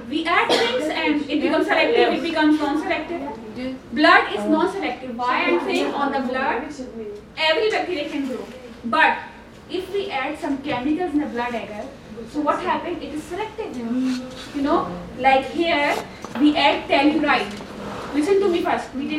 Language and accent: English; Pakistan; She was thinking maybe I am Irani, I can speak Arabic, but she does not know that I am Pakistani.